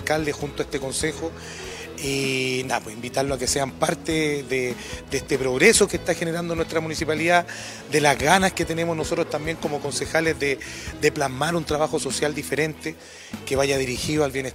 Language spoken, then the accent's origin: Spanish; Quintero, Valparaíso, Chile; Como quinterano he conocido la evolución de mi pueblo, de mi gente